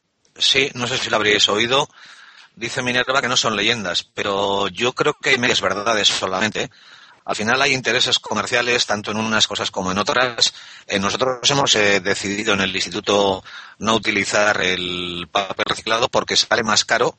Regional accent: Bilbao, Basque Country, Spain; Yo recuerdo de crío en Bilbao, en las calles de Bilbao, las bolsas de basura se apilaban en las aceras sin ningún tipo de protección, a pelo.

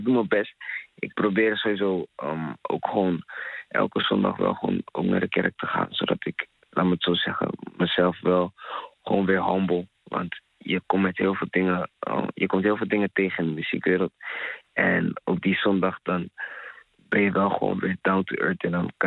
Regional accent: Ghana; Ik ben Ghanees. Dan praat ik het over de... Afrikaanse cultuur eigenlijk.

